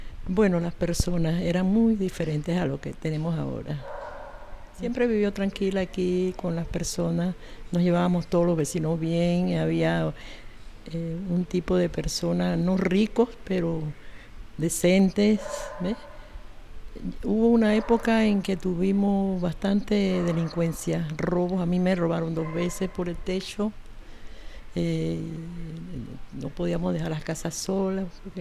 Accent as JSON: {"language": "Spanish", "town": "Chame", "region": "Panamá Oeste", "country": "Panama", "tie": "born or raised there", "also_born_or_lived": "Chitré", "said": "Yo nací en Chitré, pero me crié en Chame. Ahí hice mi escuela primaria, vine acá y con mi mamá y ya nos quedamos por Perejil. Primero vivimos en calle Primera, después vinimos acá."}